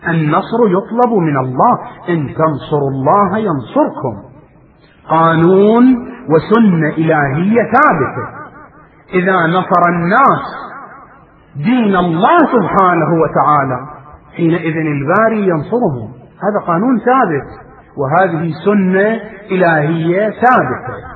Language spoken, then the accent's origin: Arabic; Iraq; وبلاؤنا نحن أبناء العراق